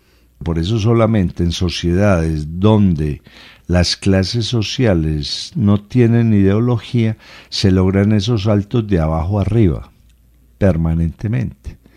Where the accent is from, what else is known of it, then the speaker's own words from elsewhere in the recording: Medellín, Antioquia, Colombia; Yo soy de Medellín, y me voy para allá